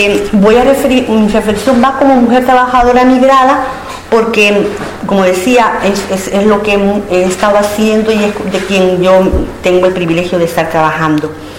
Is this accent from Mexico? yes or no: no; El Salvador; now in Spain; mi país de origen es El Salvador. Tengo 11 años de vivir en Euskal Herria.